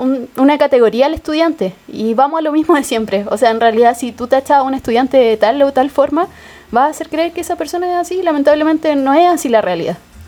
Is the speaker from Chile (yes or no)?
yes; Chile; hacernos cargo también como sociedad, como chilenos